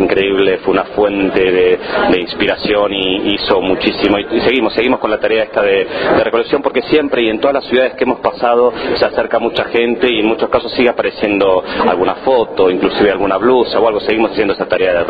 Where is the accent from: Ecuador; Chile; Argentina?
Argentina; now in Madrid, Spain; la fundación tiene sede en Madrid, hace 13 años que estamos trabajando desde Madrid, digamos que es nuestra base de operaciones, pero soy argentino